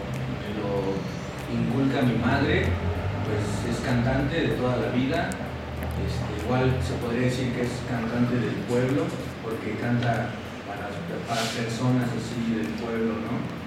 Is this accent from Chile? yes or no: no; Cuernavaca, Morelos, Mexico; Yo soy oriundo de aquí, de Cuernavaca, soy guayabo.